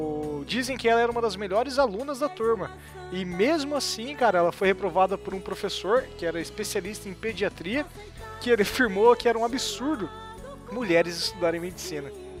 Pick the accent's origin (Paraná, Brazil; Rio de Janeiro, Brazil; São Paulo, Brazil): Paraná, Brazil; Que nós somos paranaenses, então a gente sabe a dimensão do que é isso.